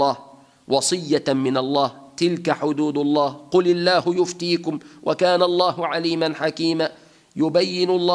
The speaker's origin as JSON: {"language": "Arabic", "country": "Tunisia", "said": "في بلادنا تونس الخضراء"}